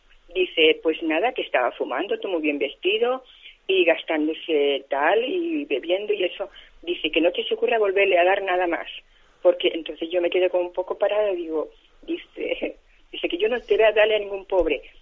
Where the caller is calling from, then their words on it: Balearic Islands, Spain; de Mallorca.